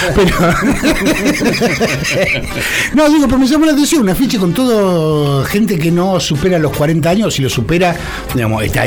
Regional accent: Lomas de Zamora, Buenos Aires Province, Argentina; Pasa que yo soy de Loma de Zamora. Digo, no es desconocimiento de lo que ocurre en la ciudad, pero es desconocimiento porque vivo en Loma de Zamora.

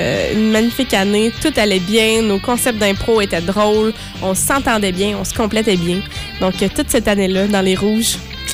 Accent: Trois-Rivières, Quebec, Canada; also born or lived in Ontario / Drummondville; Je viens de... Je vais pas me lancer là-dedans, mais je viens d'Ontario. C'est ça. Mais j'ai grandi à Drummondville, puis j'ai fini mon grandissement à Trois-Rivières.

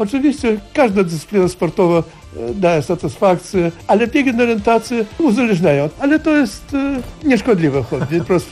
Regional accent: Lviv Oblast, Ukraine; accent: Kresy accent; now in Poland; Tak, właśnie z Zabłuka jednak, tak, spod Lwowa.

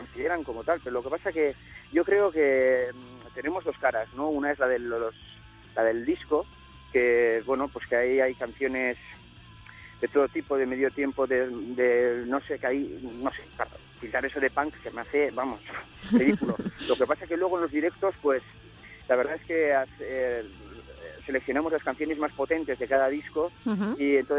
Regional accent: Navarre, Spain; Somos de aquí, de Navarra

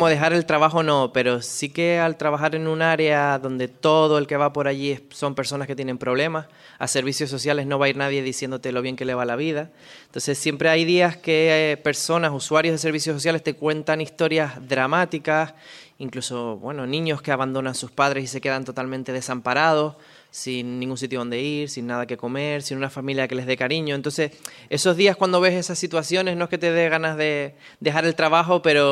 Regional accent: Canary Islands, Spain; Nací en Lanzarote, soy de Lanzarote, lo que pasa que la familia de mi padre proviene de Fuerteventura. Entonces a mí cuando me preguntan que de dónde soy o dónde me siento, digo que soy de La Bocaina, que como sabrán La Bocaina es el estrecho de mar que pasa entre Lanzarote

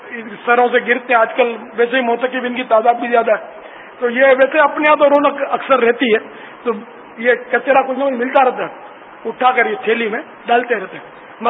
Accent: Pakistan; ہمارا آبائی وطن تو ہند ہے لیکن اب ہم پاکستانی ہیں یار, پاکستانی بھی ہیں, ہندی بھی ہیں, ہم سندھی بھی ہیں, پنجابی بھی ہیں, پٹان بھی ہم سب ہیں.

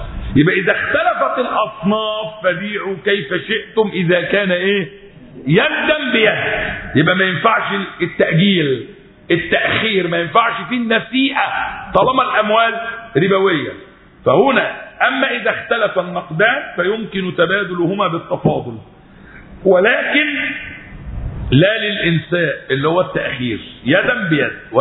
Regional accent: Egypt; فعلا احنا في الفترة الأخيرة لما ارتفع وانخفض عندنا في مصر ايه اللي حصل؟

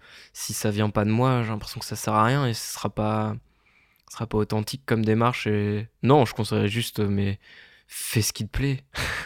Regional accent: Hauts-de-France, France; à Amiens, parce que je viens de Picardie, à Amiens, il y a un lycée avec option audiovisuelle

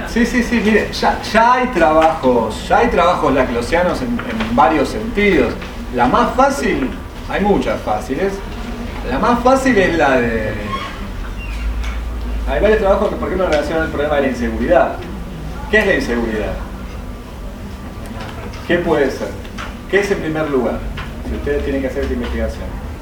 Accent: Argentina; somos todos argentinos, ¿eh?

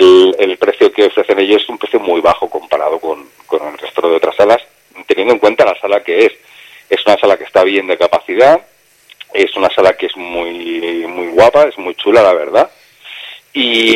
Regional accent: Barcelona, Catalonia, Spain; A ver, yo soy de Barcelona y en Barcelona aquí tienen que aprender muchísimo de los ayuntamientos.

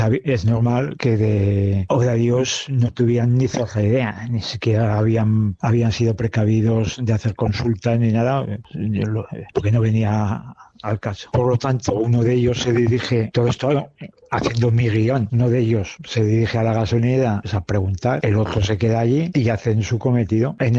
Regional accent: Matalibredas, Castile and León, Spain; mi pueblo Matalibredas está a 113 kilómetros de Zaragoza y a 40 de Soria.

